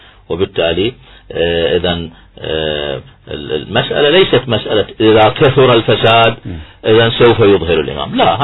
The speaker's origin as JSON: {"language": "Arabic", "country": "Iraq", "said": "اليوم احنا كعراقيين على الساحة مهمتنا الأساسية تدوين دستور"}